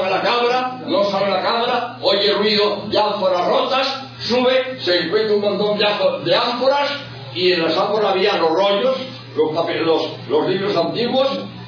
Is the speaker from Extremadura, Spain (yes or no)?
no; Barcelona, Catalonia, Spain; también yo soy de Barcelona.